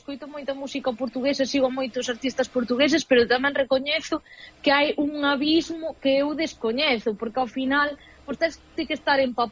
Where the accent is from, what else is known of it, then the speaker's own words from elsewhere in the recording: Galicia, Spain; Entón eu son galega e son portuguesa, entón eu emprego tamén o portugués como lingua, pois porque o sinto, porque me gusta e porque non podo falar de lingua nai só, é dicir, a miña lingua nai é o galego e é o portugués por igual, non?